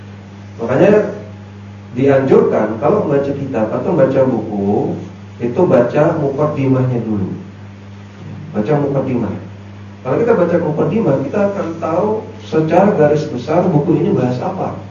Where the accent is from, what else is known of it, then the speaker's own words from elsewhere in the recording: Bogor, West Java, Indonesia; Saya asli Bogor, ya, Bogor Jakarta.